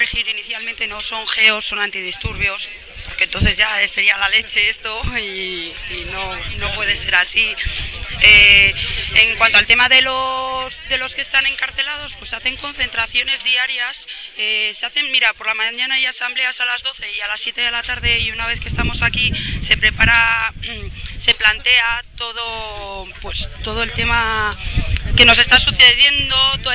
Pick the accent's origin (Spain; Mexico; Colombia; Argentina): Spain; Burgos, Castile and León; al final somos todos vecinos de Gamonal, de toda la vida.